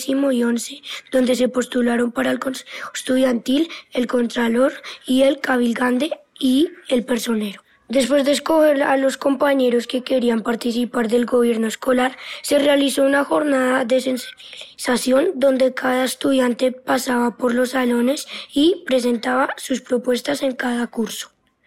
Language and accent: Spanish; Colombia; tres fechas importantes para nosotros como colombianos